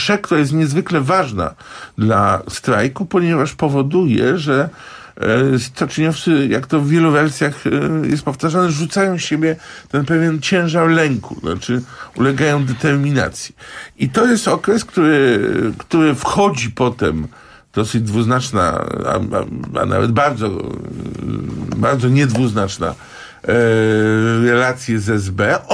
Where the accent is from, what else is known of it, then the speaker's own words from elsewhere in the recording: Gdańsk, Pomeranian Voivodeship, Poland; ja jestem gdańszczaninem